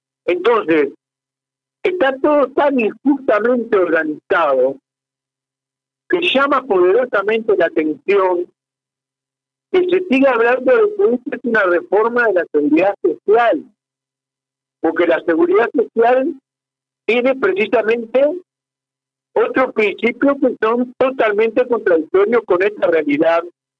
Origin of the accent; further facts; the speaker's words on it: Fray Bentos, Río Negro, Uruguay; moved away; yo soy de Faiventos, hace 45 años que estoy acá